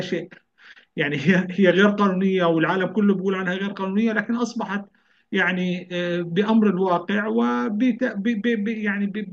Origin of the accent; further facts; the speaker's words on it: Palestine; يعني انا فلسطيني